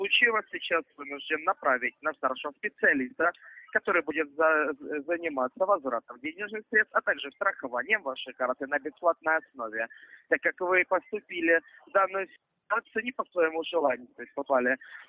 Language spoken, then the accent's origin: Russian; Ukraine; now in Moscow, Russia; Я родом из Украины, вы правы.